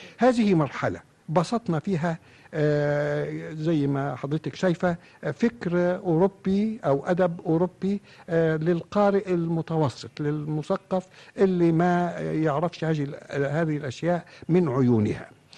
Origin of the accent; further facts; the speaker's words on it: Egypt; لا أقول عندنا في مصر فقط ولا أقول في الأمة العربية الآن فقط